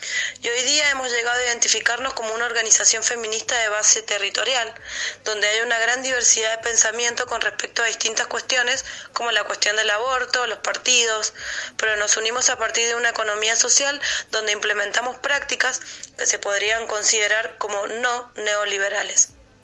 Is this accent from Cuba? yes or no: no; Chile; haciendo alusión sobre todo a que soy chilena